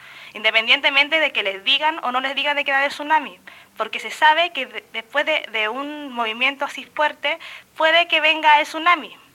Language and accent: Spanish; Chile; now in Ensenada, Mexico; yo en mi país, bueno, en mi país se caracteriza por ser un país muy solidario